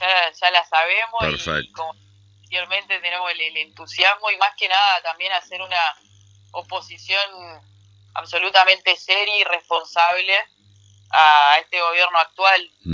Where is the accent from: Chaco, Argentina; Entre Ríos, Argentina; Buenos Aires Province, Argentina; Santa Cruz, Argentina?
Entre Ríos, Argentina; Paraná; Paraná, que es donde yo nací y crecí toda mi vida